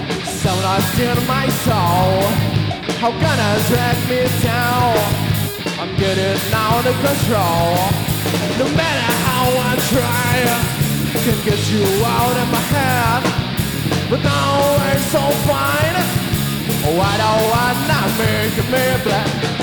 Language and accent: Portuguese; Londrina, Paraná, Brazil; Nós somos de Londrina